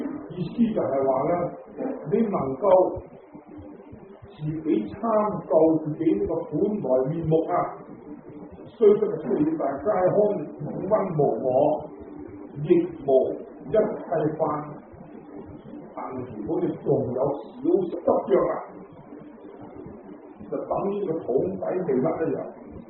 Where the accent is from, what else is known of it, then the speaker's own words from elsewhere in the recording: Guangdong, China; 我哋中意食油条啊，即系我哋广东人话叫油炸鬼。